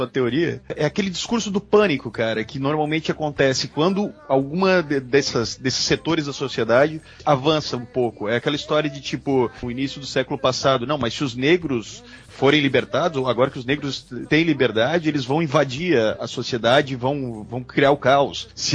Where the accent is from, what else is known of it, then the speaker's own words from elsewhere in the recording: Curitiba, Paraná, Brazil; born there; Eu nasci em Curitiba